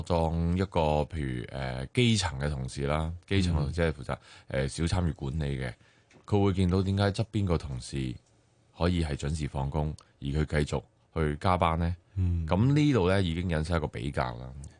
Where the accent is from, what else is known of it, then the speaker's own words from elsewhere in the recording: Hong Kong; 即係以往我哋香港人北上，譬如去深圳、去東莞